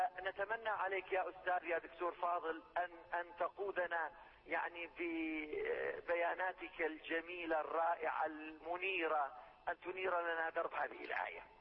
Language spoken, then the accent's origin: Arabic; Syria; من سوريا.